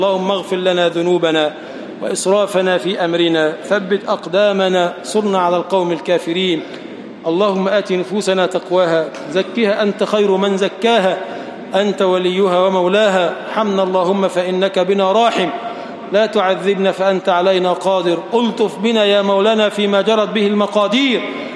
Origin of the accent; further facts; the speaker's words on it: Egypt; اللهم اجعل بلدنا مصر بلدًا آمنًا